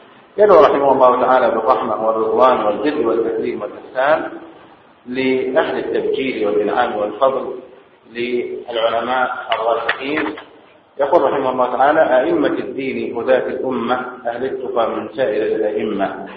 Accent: Egypt; فنحن الآن في بلدنا مصر بالذات

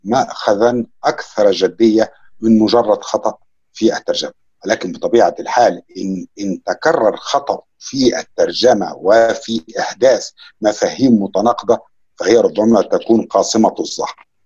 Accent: Egypt; أو كمصري لأدبي ولثقافتي أنا أعتقد أنها مختلفة

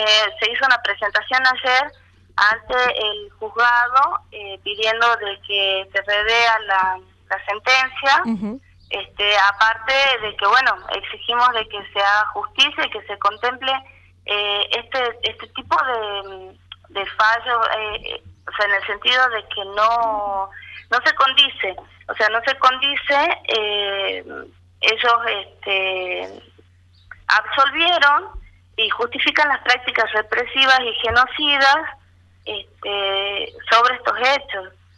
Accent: Tucumán, Argentina; soy de Tucumán.

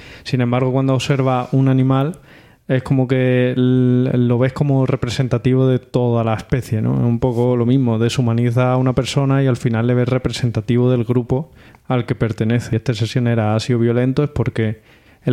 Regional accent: Spain; nosotros somos españoles, saisonniers, o bueno, españoles y portugueses

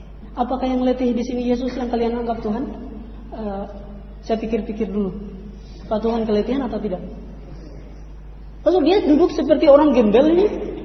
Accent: Manado, North Sulawesi, Indonesia; Saya orang Manado, lidah saya sangat sulit untuk menyebutkan sepepeting, bukan pe, tapi po.

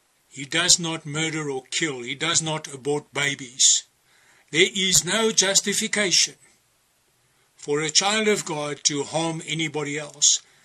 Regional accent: South Africa; I come from South Africa, where they will kill you for a cell phone.

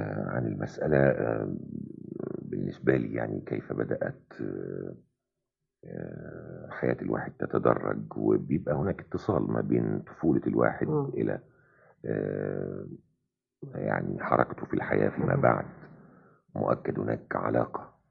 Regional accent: Port Said, Port Said Governorate, Egypt; يعني انا كل حياتي طفولتي كلها في بورسعيد.

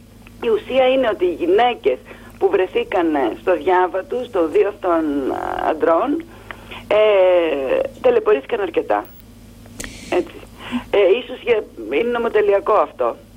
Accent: Missolonghi, Western Greece, Greece; Εγώ είμαι απέναντι από το Αυλάκι. Είμαι μεσολογγίτης.

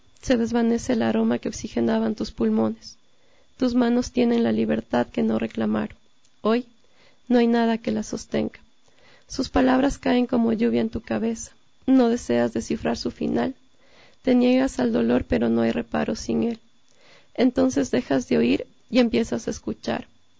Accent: Ecuador; me gustaría publicarlo aquí en mi país. Como nota igual, en la portada de mi libro quise rescatar la cultura de aquí.

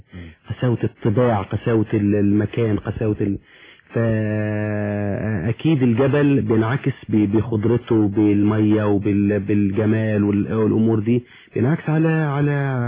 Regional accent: Suwayda Governorate, Syria; وانا من سوريا طبعا من محافظة اسمها محافظة السويداء او ما يسمى جبل العرب تولد 4-5 بلاش نقول امتى

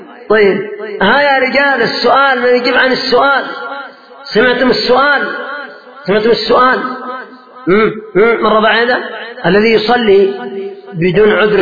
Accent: Yemen; وانظروا مثلا ما هو حاصل عندنا في اليمن في بعض الأماكن

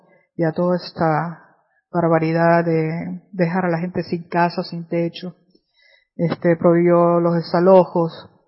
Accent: Venezuela; como venezolana me siento muy avergonzada

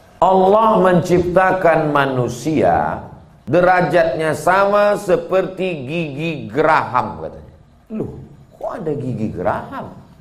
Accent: Sumatra, Indonesia; Padahal saya orang Melayu. Saya asli orang Melayu, dari Pulau Sumatera.

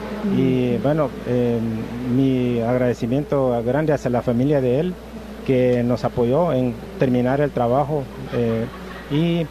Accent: Izabal, Guatemala; now in San Diego, United States; Vengo de San Diego, en el sur de California, donde he vivido por los últimos 27 años. Soy originario de Guatemala.

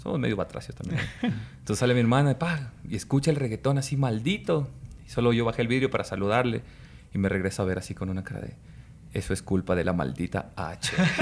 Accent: Santo Domingo, Distrito Nacional, Dominican Republic; Mi tierra natal, yo soy de Santo Domingo.

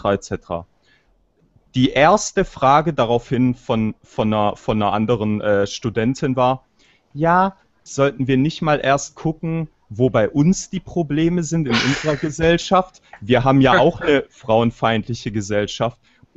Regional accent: Albania; Ja, ich bin selber Albaner.

